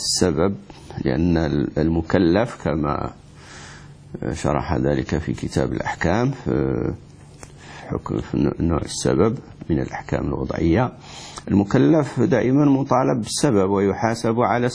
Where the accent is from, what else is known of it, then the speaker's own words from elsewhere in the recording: Morocco; عندنا في المغرب ناس يسافرون في رمضان ليفطروا